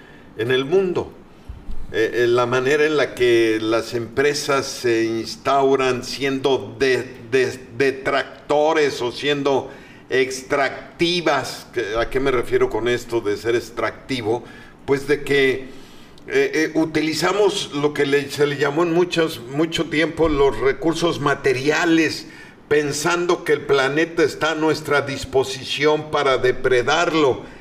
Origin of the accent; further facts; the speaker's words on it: Mexico; Pues a festejar la mexicanidad, como de que no somos orgullosamente mexicanos y tenemos mucho, mucho que festejar.